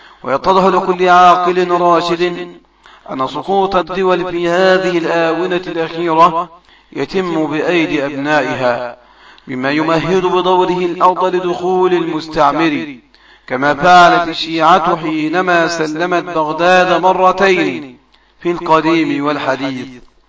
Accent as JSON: {"language": "Arabic", "country": "Egypt", "said": "وإلى إخواني من أهل السنة في بلدنا مصر خاصة."}